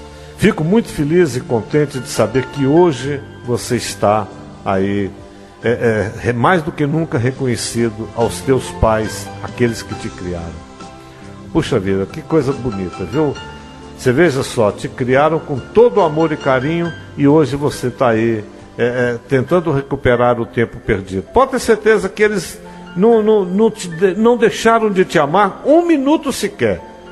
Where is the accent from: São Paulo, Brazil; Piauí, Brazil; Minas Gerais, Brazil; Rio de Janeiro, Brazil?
Minas Gerais, Brazil; Cláudio; born there; eles foram comigo até a cidade de Cláudio, que foi onde eu nasci